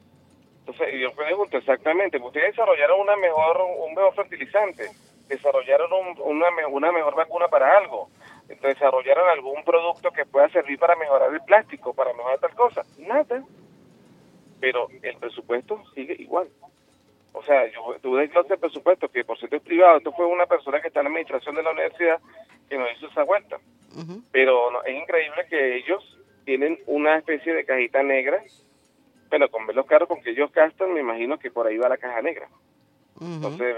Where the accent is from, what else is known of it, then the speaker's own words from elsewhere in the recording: Venezuela; Pero yo pregunto algo y yo quisiera saberlo, ¿no? O sea, como venezolano.